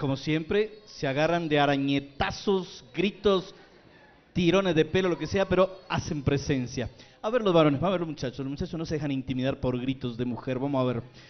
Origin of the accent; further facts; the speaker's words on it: Armenia, Quindío, Colombia; moved away; Bueno, yo, aunque soy realmente de Armenia, soy cuyabro, pero llevo más de 20 años viviendo fuera.